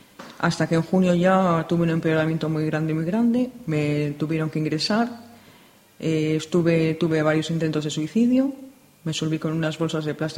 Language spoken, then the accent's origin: Spanish; Madrid, Community of Madrid, Spain; born or raised there